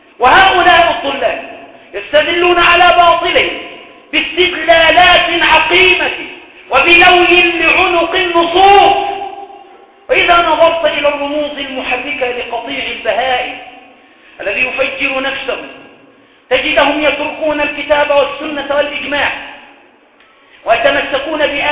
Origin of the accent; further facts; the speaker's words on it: Cairo, Cairo Governorate, Egypt; وعندنا في القاهرة وفي الوراق وهنا وهنالك